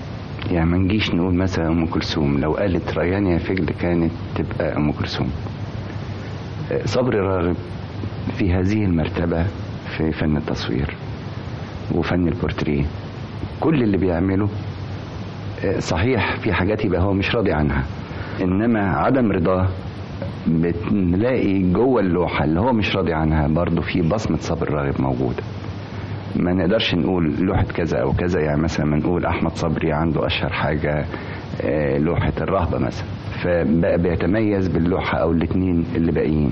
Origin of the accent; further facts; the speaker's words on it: Egypt; احنا عندنا في مصر فنان اسمه صبري راغب.